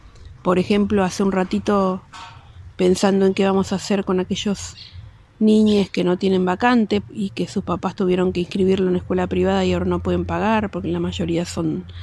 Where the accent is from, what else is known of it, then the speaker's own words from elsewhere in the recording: Chaco, Argentina; Vivo ahí hace más de 30 y pico de años. Vinimos con mis viejos, fueron varias mudanzas, pero venimos del Chaco, yo soy chaqueña.